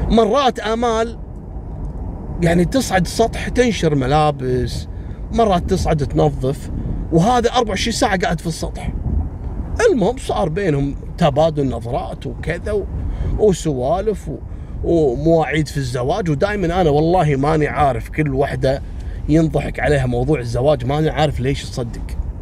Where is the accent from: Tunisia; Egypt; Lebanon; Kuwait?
Kuwait; فكان هالنظام هذا حتى عندنا في الكويت ترى أول، يعني في أول التسعينات وقبل في الثمانينات